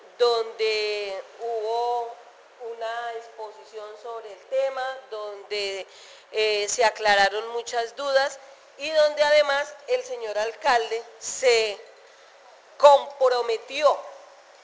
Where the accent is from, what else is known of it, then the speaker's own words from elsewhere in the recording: Girardot, Cundinamarca, Colombia; also born or lived in Flandes; yo soy de Girardot? Pues yo nací en Flandes, pero de chiquita nos fuimos para Girardot y he vivido en Girardot.